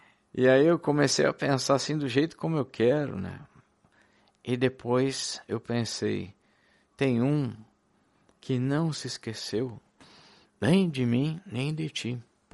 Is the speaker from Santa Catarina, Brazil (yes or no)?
yes; Florianópolis, Santa Catarina, Brazil; moved away as an adult; Desde os 18, 19 anos por aí, me casei um pouco depois, saí de Florianópolis. E lá deixei com meu irmão a minha casinha.